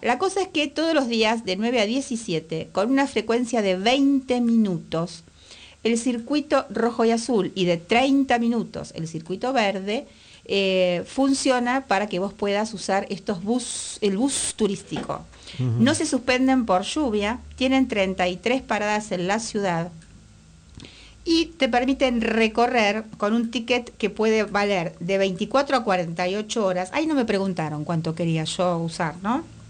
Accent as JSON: {"language": "Spanish", "region": "Buenos Aires", "country": "Argentina", "tie": "born or raised there", "said": "soy una ciudadana porteña, nací, vivo en la ciudad de Buenos Aires"}